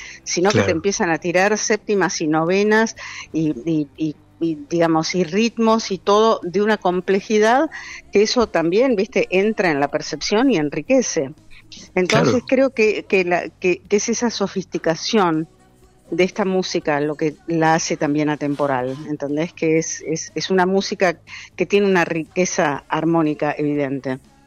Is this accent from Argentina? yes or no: yes; Argentina; Por eso soy argentina